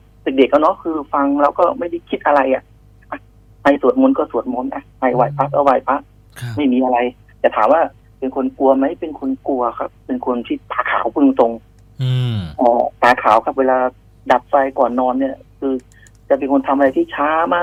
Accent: Phitsanulok, Thailand; now in Bangkok, Thailand; ผมเองก็เป็นคนต่างจังหวัดเป็นคนพิษณุโลกครับที่บอกผมนะครับปัจจุบันก็อยู่กรุงเทพก็มาอยู่กรุงเทพประมาณปี2541

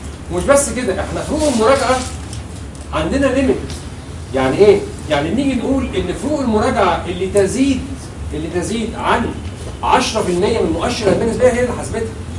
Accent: Egypt; أو العرف عندنا في مصر إن هو بيعمل تسويات،

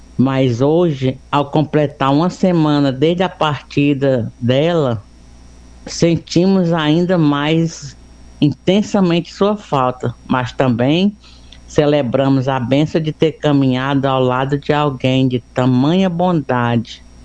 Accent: Pentecoste, Ceará, Brazil; Sou de Pentecoste e hoje, dia 3 de abril

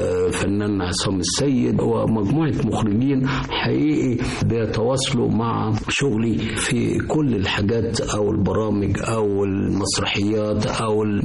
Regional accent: Egypt; أنا لفيت في العالم، رحت باريس ورحت إيطاليا اللي أنا درست فيها بعد دراستي هنا في مصر

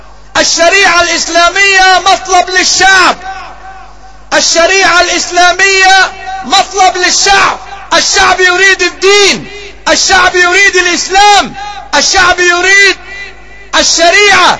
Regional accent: Egypt; في بلدنا مصر ستجرى انتخابات قريبة

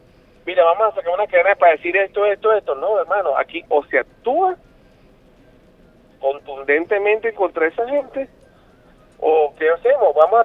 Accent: Venezuela; igual como lo sientes tú como venezolano, lo siento yo

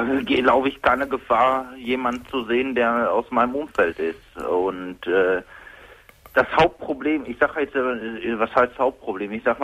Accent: Mülheim an der Ruhr, North Rhine-Westphalia, Germany; Ich komme aus Mülheim.

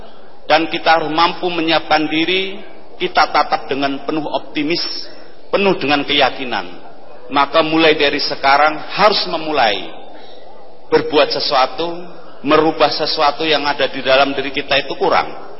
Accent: Bantul, Special Region of Yogyakarta, Indonesia; Asli saya dari Bantul, Pak.

